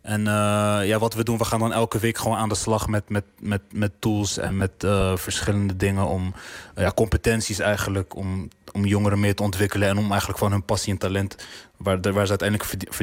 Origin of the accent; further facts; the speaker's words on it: Zwijndrecht, South Holland, Netherlands; Ik kom zelf uit Zwijndrecht, daar heb je voor de jongeren ook niet heel veel te doen.